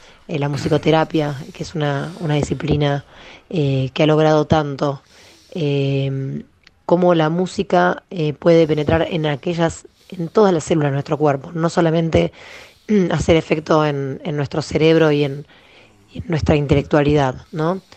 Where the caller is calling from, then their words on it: Florencio Varela, Buenos Aires Province, Argentina; de Florencio Varela.